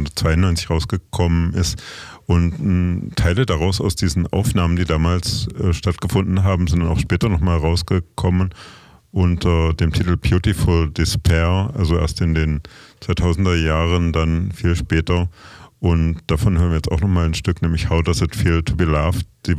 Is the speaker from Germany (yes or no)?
yes; Kassel, Hesse, Germany; Auch 1995 waren sie in Kassel, in meinem Heimatort sozusagen.